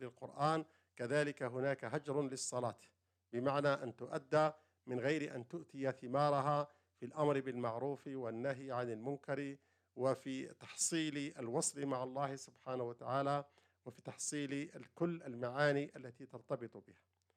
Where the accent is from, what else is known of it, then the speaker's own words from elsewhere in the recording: Algeria; عندنا في الجزائر، المذهب المالكي في الجزائر